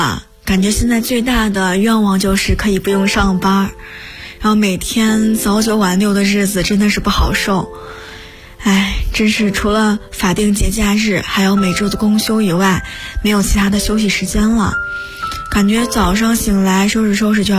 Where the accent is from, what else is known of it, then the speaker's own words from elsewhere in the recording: Luoyang, Henan, China; 我是来自洛阳的